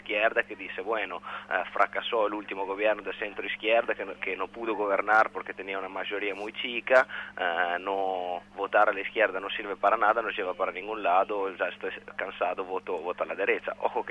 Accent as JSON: {"language": "Spanish", "country": "Italy", "second_language": "Spanish", "moved": "yes", "said": "A mí personalmente, como italiano en el exterior, me da mucha vergüenza"}